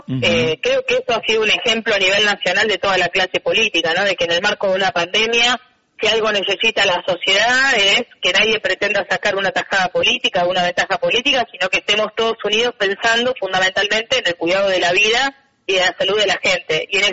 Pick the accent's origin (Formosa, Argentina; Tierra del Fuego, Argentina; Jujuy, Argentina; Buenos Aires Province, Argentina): Buenos Aires Province, Argentina; San Nicolás; Yo vengo de San Nicolás, en realidad.